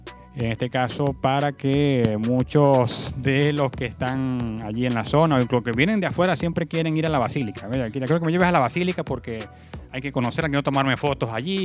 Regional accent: Maracaibo, Zulia, Venezuela; born there; a el estado Zulia, de donde yo nací, en la ciudad de Maracaibo, que es la segunda ciudad de Venezuela

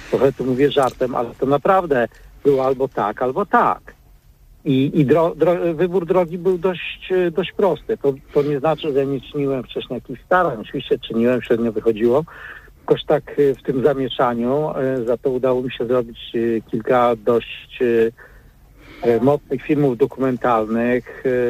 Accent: Gdynia, Pomeranian Voivodeship, Poland; urodziłem się w innym mieście, ale dorastałem w Gdyni i czuję z tym miastem silny związek.

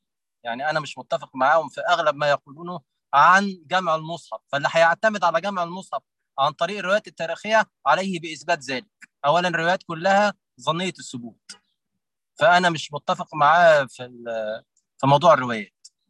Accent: Egypt; احنا عندنا في مصر في اهازيج شعبيه عمرها ما اتحرفت لحد دلوقتي

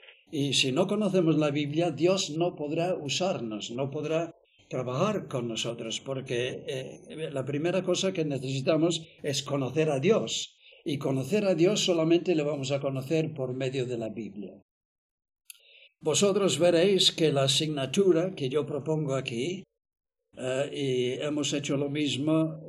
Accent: England, United Kingdom; first language en; Spanish is a second language; Tener en cuenta que yo soy inglés. Y entonces el español es mi segundo idioma, no es el primero.

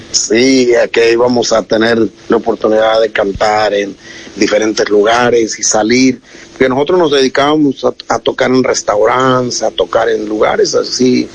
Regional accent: Mexico; de nuestro México

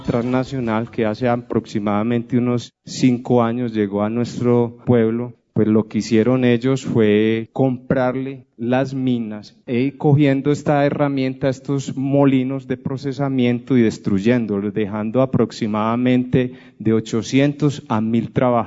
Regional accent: Marmato, Caldas, Colombia; de Marmato Caldas, en representación del Comité Prodefensa de Marmato.

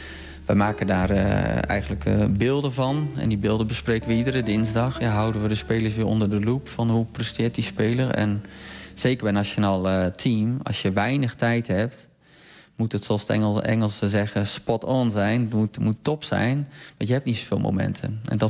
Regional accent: Netherlands; Ik denk dat wij als Nederlanders hebben een hele mooie voetbalcultuur.

